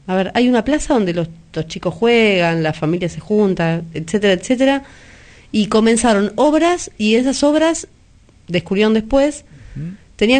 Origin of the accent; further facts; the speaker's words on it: Buenos Aires, Argentina; somos los porteños los que llevamos adelante este programa de Enredando las Mañanas.